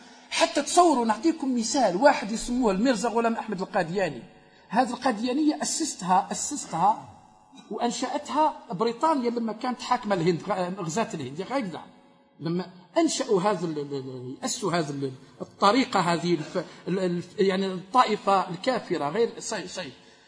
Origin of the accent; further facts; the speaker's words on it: Algeria; حنا جزائريين ورم يهفوا بعضهم بعض